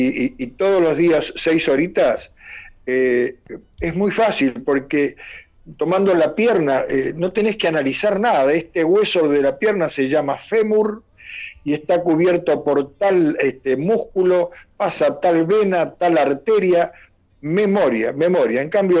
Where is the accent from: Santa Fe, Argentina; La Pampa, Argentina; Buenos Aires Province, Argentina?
Santa Fe, Argentina; Laguna Paiva; en el pueblo de donde soy, Laguna Paiva, en la provincia de Santa Fe, mi padre era periodista.